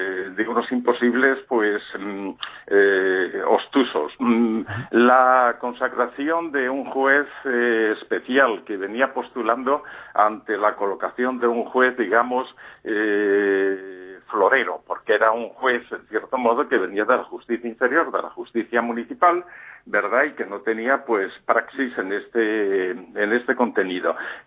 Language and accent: Spanish; Spain; moved away as an adult; Ya he vivido un año en Londres, me fui muy joven de España, no soportando, en fin, ciertas cicatrices.